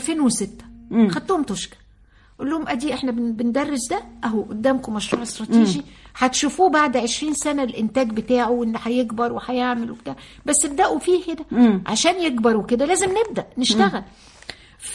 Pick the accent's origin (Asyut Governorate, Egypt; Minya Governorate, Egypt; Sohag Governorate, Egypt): Sohag Governorate, Egypt; Sohag; أنا من سوهاج وبفتخر إن أنا من سوهاج. أمي من سوهاج وأبويا من أليوب … واحد القطرين